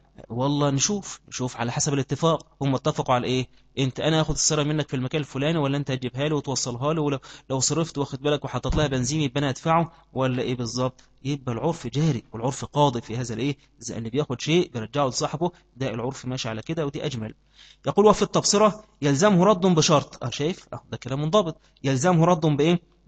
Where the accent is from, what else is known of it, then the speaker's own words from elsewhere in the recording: Egypt; عندنا في مصر في وقت القائلة ده كله زي الإيه؟ زي النمل